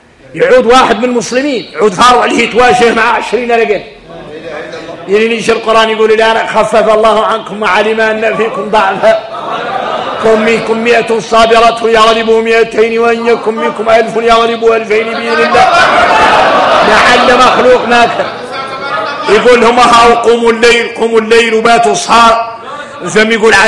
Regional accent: Mauritania; انا موريتاني

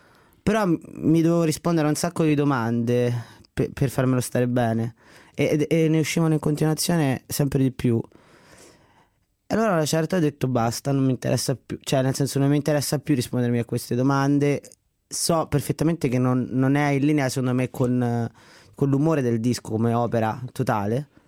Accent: Latina, Lazio, Italy; Io sono di Latina innanzitutto

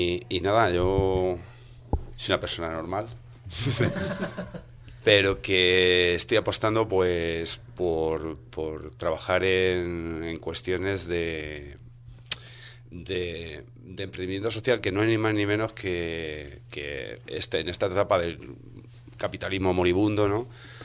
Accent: Alcorcón, Community of Madrid, Spain; de Alcorcón, del suroeste.

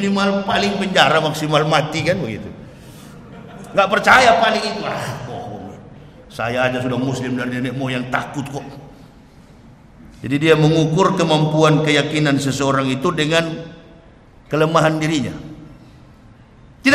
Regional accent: Manado, North Sulawesi, Indonesia; kampung halaman saya, Manado, Sulawesi Utara.

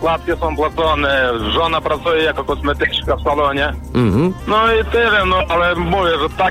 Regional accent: Ukraine; now in Poland; No, też jestem z Ukrainy, słyszę państwo radio i chciałbym taką rzecz powiedzieć, bo wie pan co, mieszkam już w Polsce 3 lata, mieszkam tu z rodziną, przeprowadzili się i pracuję jako kierowca tira.

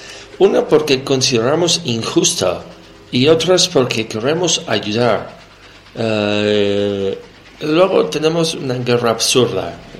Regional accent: New York, United States; Yo soy neoyorquino, soy estadounidense

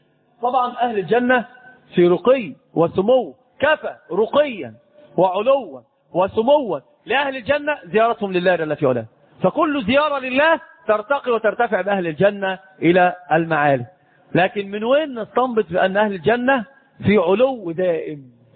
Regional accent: Egypt; أنت تراه عندنا في مصر الناس بتركب حمير

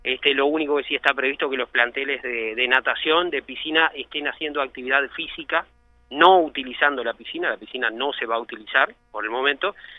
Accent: San Carlos, Maldonado, Uruguay; born there; also born or lived in Garzón; yo, si bien soy nacido en San Carlos, viví mucho tiempo en Garzón

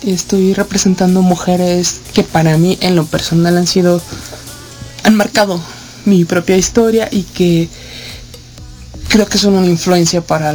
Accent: Mexico; Digo, nosotros como mexicanos seguimos utilizando el término malinchista de una manera despectiva.

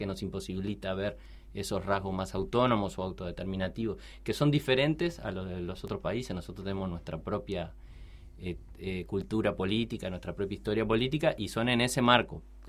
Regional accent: Montevideo, Uruguay; Soy de acá, soy de Montevideo.

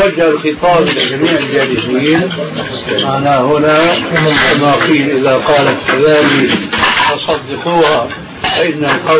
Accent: Syria; كما يقولون أيضا عندنا في الشام

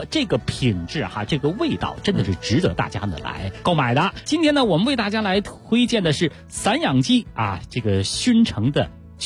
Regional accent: Beijing, China; 真的是我北京人爱吃酱味的。

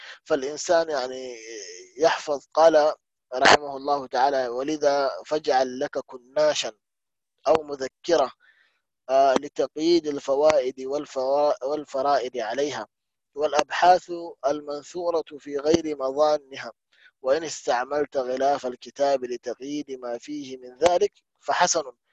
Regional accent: Mecca, Makkah Province, Saudi Arabia; مثلا عندنا في مكة مثلا

